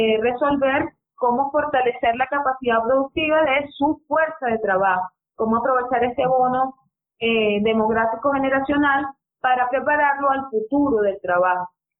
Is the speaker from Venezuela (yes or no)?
yes; Venezuela; ¿Qué tenemos nosotros que entender como venezolanos?